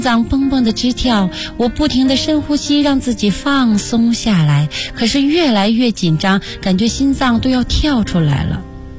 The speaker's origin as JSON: {"language": "Chinese", "town": "Acheng", "region": "Heilongjiang", "country": "China", "tie": "born there", "said": "我出生在哈尔滨一个叫阿城的小地方，从小我就酷爱着艺术"}